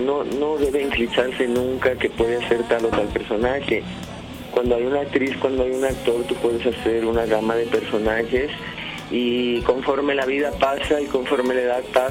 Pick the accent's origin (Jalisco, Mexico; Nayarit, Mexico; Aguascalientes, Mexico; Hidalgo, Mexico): Nayarit, Mexico; Tepic; also born or lived in Mexico City / Rome; Como actriz de teatro hice mi carrera desde mi tierra natal, que soy de Tepic, Nayarit, de un lugar donde existen los huicholes y los coras. Y luego me vine a la Ciudad de México a estudiar. Después de aquí tuve la oportunidad de irme a Europa y viví 9 años